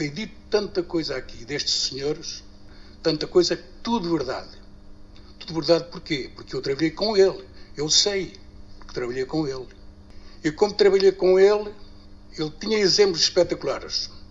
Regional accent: Praia de Mira, Centro, Portugal; also born or lived in Germany; Sou da Praia de Mira. Andei 37 anos ao mar. 11 anos em Portugal. E 26 na Alemanha.

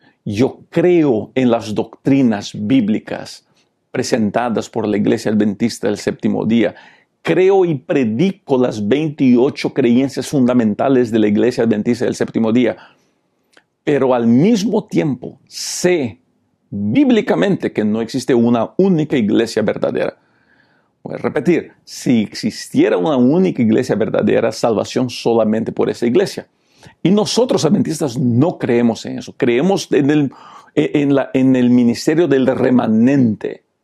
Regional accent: Peru; born there; first language Portuguese; Spanish is a second language; Yo fui educado en portugués. Yo hablo bien el portugués. Mi primer idioma es el portugués, aunque soy nacido en Perú.

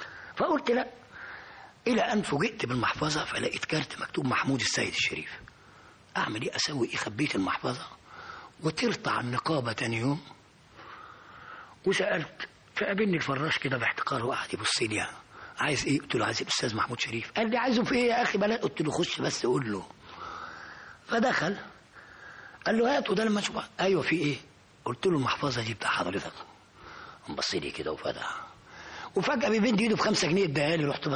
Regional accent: Cairo, Cairo Governorate, Egypt; أنا من مواليد 13 يناير سنة 30، ومن حي بولاء يعني شعبي.

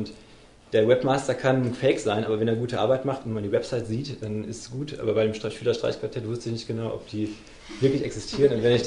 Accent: Freiburg, Baden-Württemberg, Germany; Also ich bin aus Freiburg

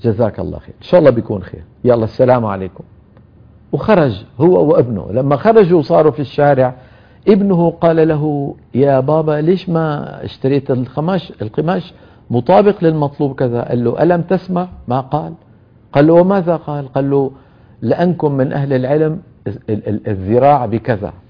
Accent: Syria; بتذكر في عندنا بسوريا مدينة اسمها حماة، من المدن المشهورة

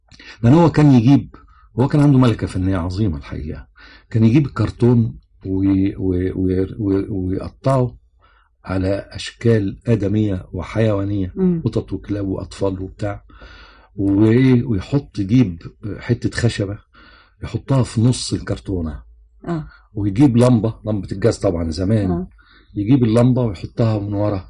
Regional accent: Cairo, Cairo Governorate, Egypt; also born or lived in Alexandria / Suez / Port Said / Ismailia; أنا اتولدت في اسكندرية وبعدين اللي عرفته بعدين ان احنا بعد اسكندرية والدي اتنقل السويس، وبعد السويس اتنقل بورسعيد، وبعد بورسعيد اتنقل الاسماعيلية، وبعد الاسماعيلية جه القاهرة.

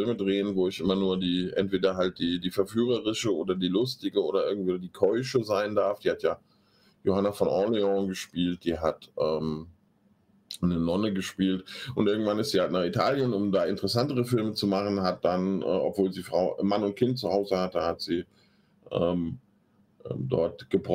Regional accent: Hesse, Germany; es gibt in der Gemeinde, wo ich groß geworden bin, die liegt im Speckgürtel von Frankfurt, und das war mal eine Obstbaugemeinde

